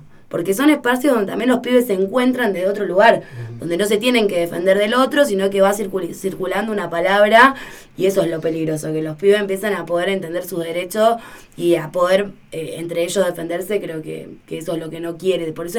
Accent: Merlo, Buenos Aires Province, Argentina; Nosotros somos de Merlo

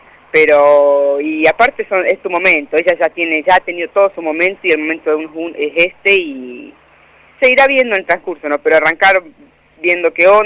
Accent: La Pampa, Argentina; also born or lived in Colombia; now in Anguil, Argentina; yo soy argentino y pampeana a muerte.

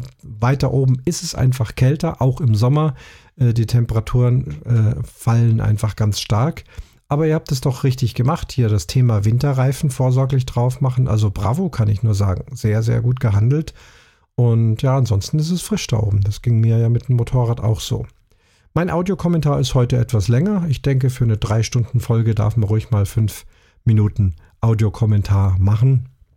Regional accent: Munich, Bavaria, Germany; alles, was beschrieben ist, von München, meiner Heimatstadt, angefangen.

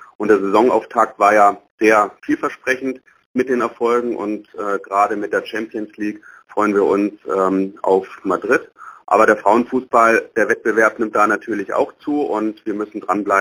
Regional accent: Bavaria, Germany; Die fränkische Herkunft natürlich, wobei, soweit ich weiß, Lothar Matthäus Mittelfranke ist und ich bin Oberfranke.

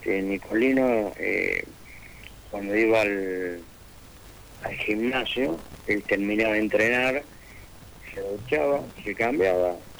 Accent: Villa María, Córdoba, Argentina; El municipio de Villa María me hizo un hermoso homenaje.

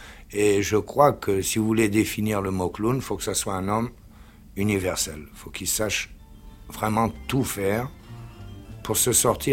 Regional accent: Algeria; also born or lived in La Goulette, Tunisia; Moi, je suis né en Afrique du Nord parce que, justement, mon père venait juste de passer en Afrique du Nord. Et d'Italie, il est venu en Tunisie. Je suis né à la Goulette, mais j'ai été élevé en Algérie, surtout.

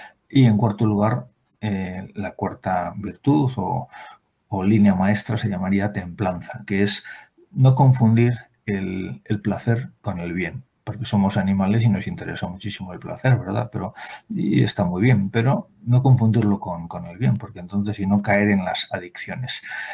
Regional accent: Spain; Y esto lo digo siendo español

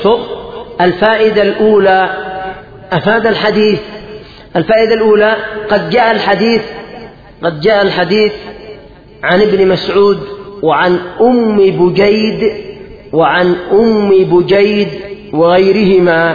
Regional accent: Yemen; هذا الحاصل عندنا في اليمن

